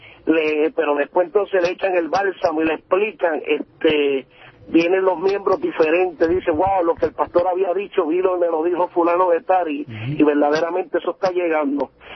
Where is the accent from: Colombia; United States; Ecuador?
United States; Fitchburg, Massachusetts; Yo soy de Fishburne, Massachusetts.